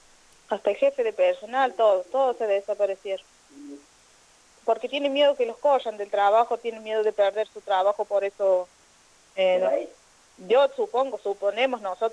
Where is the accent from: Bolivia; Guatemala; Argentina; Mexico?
Argentina; Villa Sarmiento, Córdoba; nosotros no votamos en Villa Dolores, nosotros somos de Villa Sarmiento.